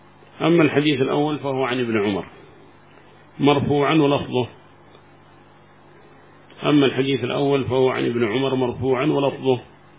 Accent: Yemen; هذا ما وصل عندنا في اليمن أظنه

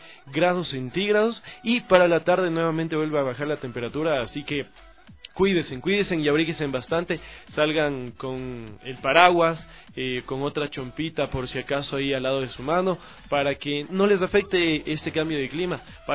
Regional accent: Ecuador; no olvidemos que somos todos ecuatorianos, nacidos bajo una misma bandera

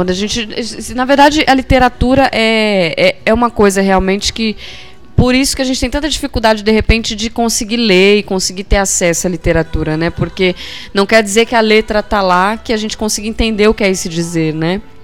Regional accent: Brazil; Mas quantas tábuas invisíveis nós, mulheres aqui brasileiras, não temos, né?

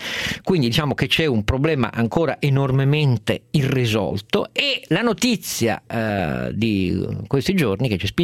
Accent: Piedmont, Italy; perché io lo ammetto, in quanto piemontese, sono abbastanza attento da anni alla vicenda dei conti sanitari della mia regione

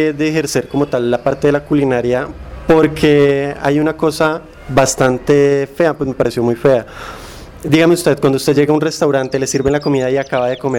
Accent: Colombia; Es más como tradición colombiana o un arraigamiento mal formado colombiano, en el cual pues los hombres no nos desempeñamos en ese campo normalmente.

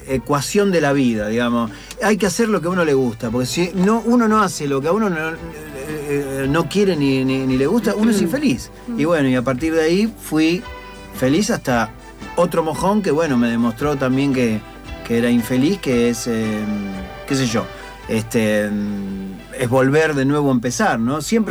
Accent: Munro, Buenos Aires Province, Argentina; Sí, fue muy raro, porque yo nací en Munro.

